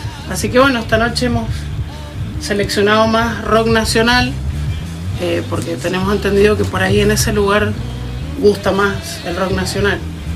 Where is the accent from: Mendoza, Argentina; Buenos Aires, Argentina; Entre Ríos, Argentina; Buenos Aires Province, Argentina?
Mendoza, Argentina; Godoy Cruz; Pero como yo soy de Godoy Cruz, me parece que...